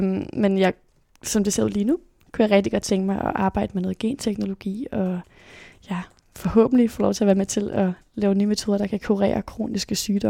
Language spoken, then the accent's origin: Danish; Aarhus, Central Denmark Region, Denmark; born there; also born or lived in South America; så blev jeg født i 2002 i Aarhus. Og det første stykke tid af mit liv, der flyttede vi rigtig, rigtig meget rundt. Både rundt omkring i Danmark, men også til Sydamerika, hvor vi boede en periode.